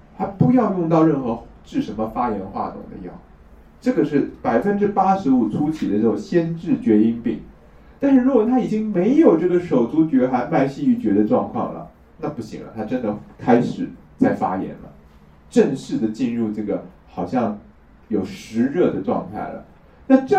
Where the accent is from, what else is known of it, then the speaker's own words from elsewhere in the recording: Taiwan; 可是我们台湾这边就很奇怪，就是很喜欢把小孩的肚子打开来拉掉那个阑尾